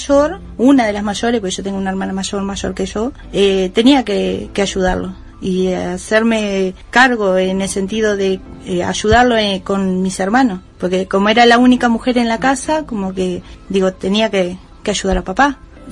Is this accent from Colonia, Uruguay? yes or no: no; Batoví, Rivera, Uruguay; Vengo de Batoví. Fui criada en una familia muy humilde.